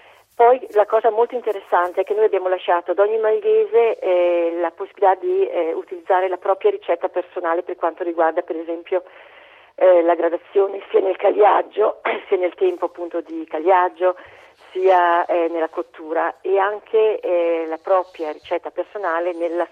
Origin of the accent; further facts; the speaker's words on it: Telve di Valsugana, Trentino-Alto Adige, Italy; pensi soltanto al mio paese, Telve di Valsugana, a ridosso proprio, le montagne a ridosso di questa valle, ultima valle, ultima propaggine del Trentino